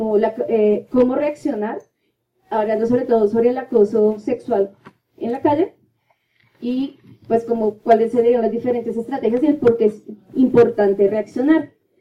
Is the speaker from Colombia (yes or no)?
yes; Colombia; por el contexto en el que estoy y en el que crecí, que es acá en Colombia